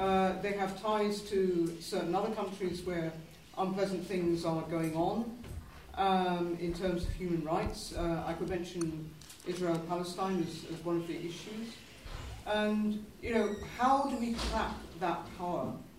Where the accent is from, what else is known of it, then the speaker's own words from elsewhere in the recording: London, United Kingdom; I'm from London, from England